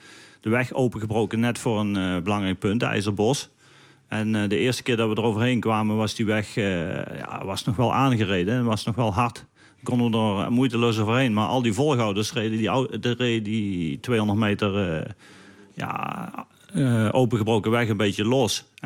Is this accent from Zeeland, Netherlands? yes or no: no; Limburg, Netherlands; Als Nederlander de Amstel Gold Race winnen is al speciaal. Maar als Limburger maakt het nog specialer natuurlijk. En voor mij was mijn trainingsgebied.